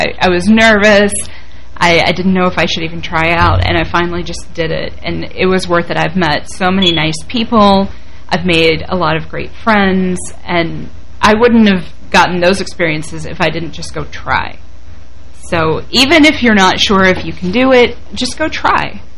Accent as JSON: {"language": "English", "town": "Marietta", "region": "Ohio", "country": "United States", "tie": "born or raised there", "said": "She's from Parkersburg, West Virginia, and that's like 10 minutes away from my hometown in Marietta, Ohio."}